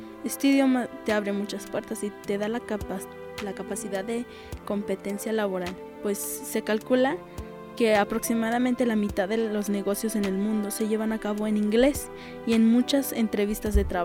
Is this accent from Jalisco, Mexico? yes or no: no; Chiapas, Mexico; first language Tzotzil; Spanish is a second language; Mis papás, mis abuelos me enseñaron, me inculcaron desde que yo nací, pues, el tzotzil. Y pues sí, es mi lengua materna